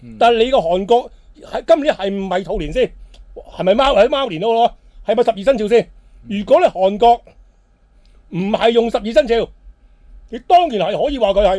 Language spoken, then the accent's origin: Cantonese; Hong Kong; 我哋香港人唔系约定俗成讲农历年，因为我哋都过十二生肖，天干地支，我哋一样系过中秋过重阳。